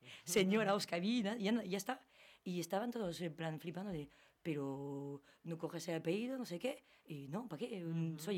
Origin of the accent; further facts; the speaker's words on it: Algorta, Basque Country, Spain; Van a mi pueblo, en Algorta